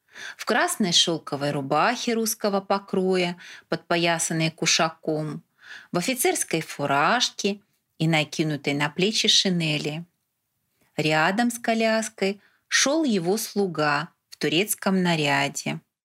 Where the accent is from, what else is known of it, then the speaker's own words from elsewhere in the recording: Mogilev, Mogilev Region, Belarus; в моем родном городе Могилеве в Белоруссии